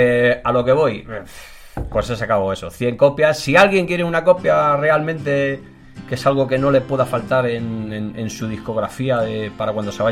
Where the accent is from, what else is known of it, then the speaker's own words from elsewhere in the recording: Catalonia, Spain; Que yo soy muy catalán, ¿eh? Y no lo olvido.